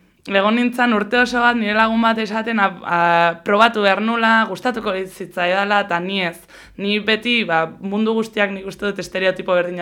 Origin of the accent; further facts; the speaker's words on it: Hondarribia, Basque Country, Spain; ni Hondarribikoa naiz